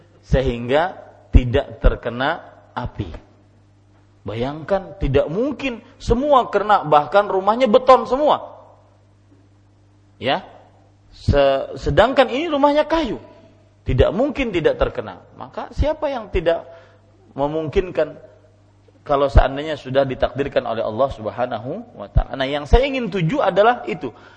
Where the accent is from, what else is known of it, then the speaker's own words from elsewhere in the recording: South Kalimantan, Indonesia; Saya pernah kejadian di kampung saya, di Ratu Jaleha.